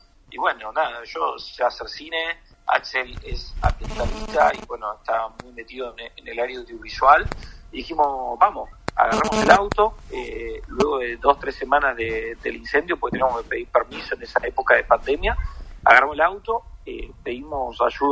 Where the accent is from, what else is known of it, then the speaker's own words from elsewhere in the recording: Río Negro, Argentina; Yo soy de Mar Río Negro